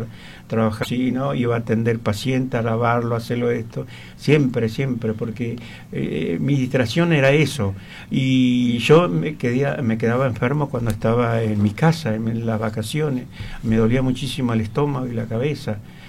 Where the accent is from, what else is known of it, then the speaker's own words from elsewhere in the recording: Santiago del Estero, Argentina; also born or lived in Buenos Aires; yo nací en Capital Federal, pero a los 2 años me llevaron a Santiago del Estero. Pero Santiago del Estero en el campo, no en la ciudad, en el campo.